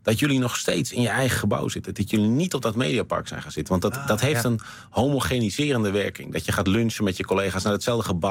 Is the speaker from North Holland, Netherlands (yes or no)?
yes; Amsterdam, North Holland, Netherlands; born there; Want ik ben geboren in Amsterdam, maar op een gegeven moment hier terechtgekomen.